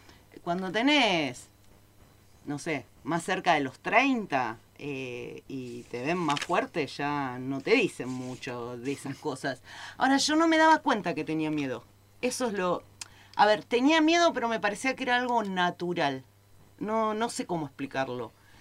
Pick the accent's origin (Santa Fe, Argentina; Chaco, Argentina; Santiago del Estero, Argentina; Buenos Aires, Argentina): Buenos Aires, Argentina; yo me crié en una ciudad, en Buenos Aires, en una gran ciudad.